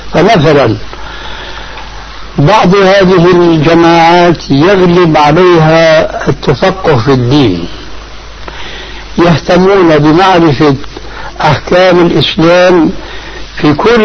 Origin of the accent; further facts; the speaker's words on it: Syria; كما يقولون عندنا في سوريا في لغة العامة